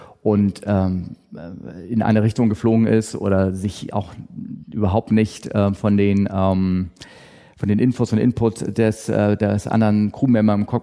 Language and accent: German; Hamburg, Germany; Ja, okay. Ich bin aus Hamburg.